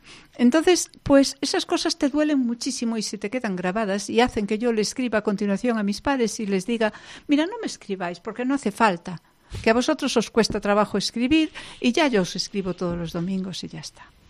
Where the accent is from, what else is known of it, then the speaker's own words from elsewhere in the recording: Galicia, Spain; first language Galician; Spanish is a second language; mi primera lengua es el gallego. Y es una lengua en la que me siento muy cómoda y muy bien.